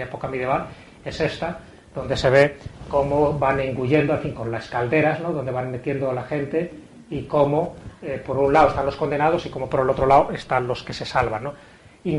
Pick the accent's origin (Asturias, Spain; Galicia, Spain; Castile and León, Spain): Castile and León, Spain; León; nos vamos a mi tierra, ¿no? A León